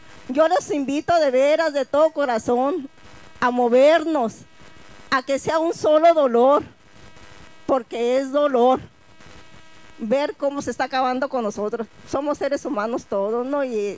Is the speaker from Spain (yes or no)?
no; Cananea, Sonora, Mexico; porque yo sí soy originaria de Cananea. Pero yo me siento de aquí, de Bacanuchi, de Babiácora, de Ayotzinapa, de Aconchi, de Apasta de Concho, también de todo.